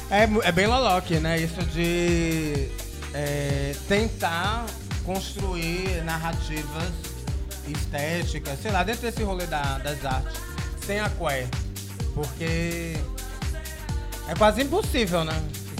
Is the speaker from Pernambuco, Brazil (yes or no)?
yes; Recife, Pernambuco, Brazil; sou da Guabiraba, que é um bairro da periferia da zona norte do Recife.